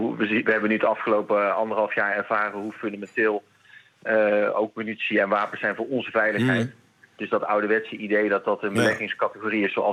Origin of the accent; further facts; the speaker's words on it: Kaatsheuvel, North Brabant, Netherlands; En ik ga zo meteen naar Kaatsheuvel, waar ik opgegroeid ben.